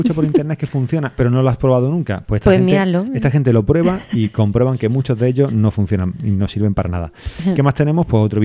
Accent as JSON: {"language": "Spanish", "country": "Spain", "said": "Como españoles que han emigrado, que han vuelto y que ven con grandes posibilidades la... O sea, está la posibilidad de tener que emigrar otra vez"}